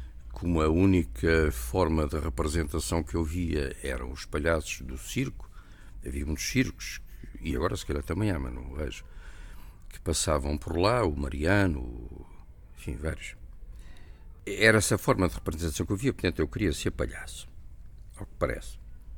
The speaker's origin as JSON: {"language": "Portuguese", "town": "Torres Vedras", "region": "Lisbon", "country": "Portugal", "tie": "born there", "said": "nasci em Torres Vedras em 1939. Torres Vedras é aqui uma terra ao pé de... agora é uma cidade, ao pé de Lisboa, a 45 quilómetros, uma coisa assim. Quer dizer que eu tenho neste momento 76 anos."}